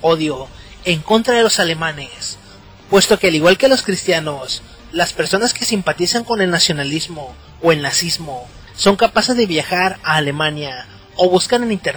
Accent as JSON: {"language": "Spanish", "country": "Mexico", "said": "Imaginen la ironía de afirmar que los mexicanos, una minoría que somos perseguidos como latinos en Estados Unidos o a otros países en donde vamos, se nos trate de perseguir y discriminar"}